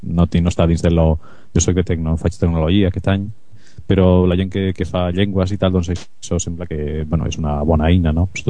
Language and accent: Catalan; Badalona, Catalonia, Spain; Badalona.